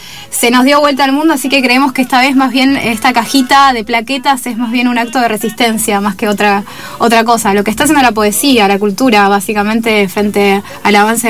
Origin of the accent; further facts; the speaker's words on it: Argentina; Incluso como argentinos, cuando vas te das cuenta del nivel de centralismo que hay en Lima.